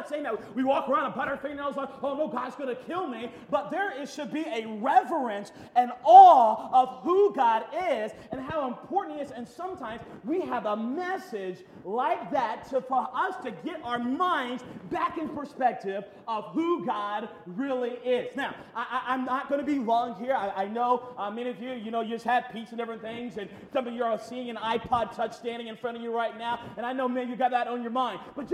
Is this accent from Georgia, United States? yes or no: no; North Carolina, United States; well, I come from North Carolina.